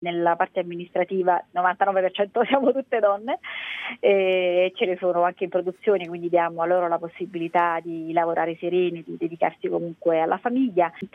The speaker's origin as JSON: {"language": "Italian", "town": "Gragnano", "region": "Campania", "country": "Italy", "tie": "born or raised there", "said": "Noi siamo nati a Gragnano, siamo cresciuti e continuiamo a viverci. Ci sentiamo legati al territorio perché ci ha dato tanto."}